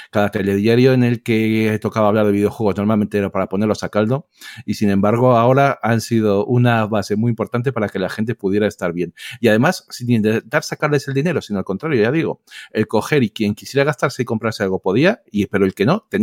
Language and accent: Spanish; Madrid, Community of Madrid, Spain; como la mayoría saben, soy de Madrid